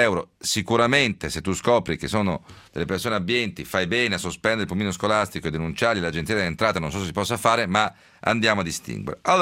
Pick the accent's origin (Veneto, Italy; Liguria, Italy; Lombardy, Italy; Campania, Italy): Veneto, Italy; Siccome sono veneto anch'io, c'è qualcosa che mi dà particolarmente fastidio.